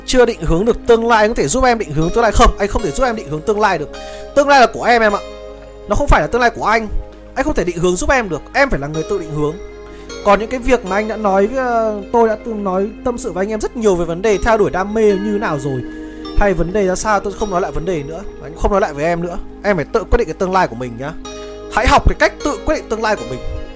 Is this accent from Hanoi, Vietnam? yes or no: yes; Hanoi, Vietnam; nói chung tôi thì cũng là người ở Hà Nội, sinh ra lớn lên ở Hà Nội